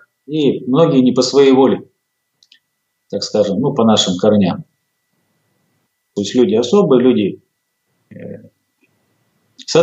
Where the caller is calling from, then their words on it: Verkhnyaya Pyshma, Sverdlovsk Oblast, Russia; я вас приветствую из Свердловской области, из Екатеринбурга, из города Верхняя Пышма, где я живу.